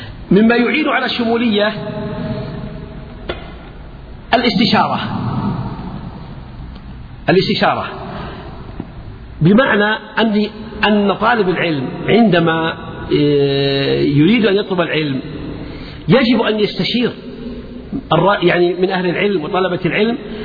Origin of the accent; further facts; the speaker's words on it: Buraydah, Al-Qassim, Saudi Arabia; يعني مثلا عندنا في بريدة